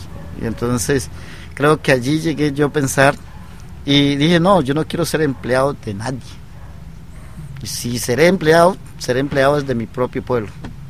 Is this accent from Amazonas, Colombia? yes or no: yes; Tarapacá, Amazonas, Colombia; moved away; also born or lived in Bogotá; Y yo pues por el estudio salí de Tarapacá, estudié en San Juan Bosco con Leticia, y ahí me fui a estudiar a la ciudad de Bogotá para ser sacerdote.